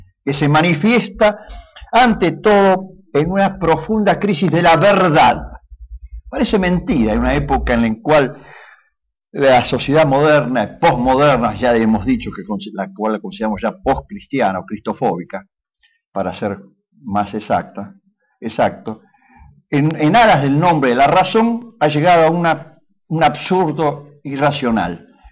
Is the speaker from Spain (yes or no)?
no; Argentina; como argentinos, nos preocupa, sin duda alguna, que existe una crisis en el mundo occidental